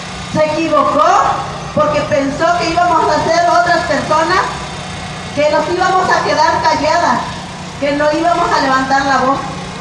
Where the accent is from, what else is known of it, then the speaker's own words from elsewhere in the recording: Mexico; no vamos a permitir a que se nos siga pisoteando como mexicanos que somos